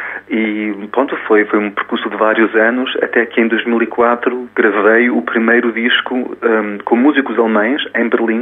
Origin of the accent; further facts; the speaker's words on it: Bragança, Norte, Portugal; Eu sou do Norte, nasci em Bragança, isso mesmo.